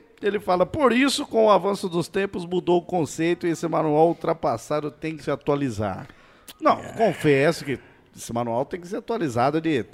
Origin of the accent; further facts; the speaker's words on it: São José dos Campos, São Paulo, Brazil; sou de São José dos Campos também.